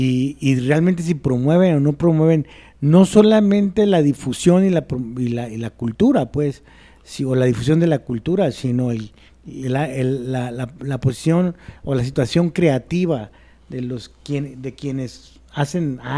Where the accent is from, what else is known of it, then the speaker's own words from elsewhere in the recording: Jalisco, Mexico; soy un escritor de Guadalajara, ¿no? O sea, soy del área metropolitana acá, de la perra de Occidente